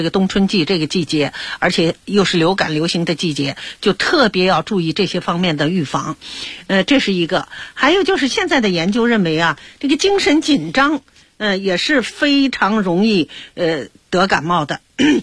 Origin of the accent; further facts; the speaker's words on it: Beijing, China; 这也是啊我们北京人啊一般都口味比较重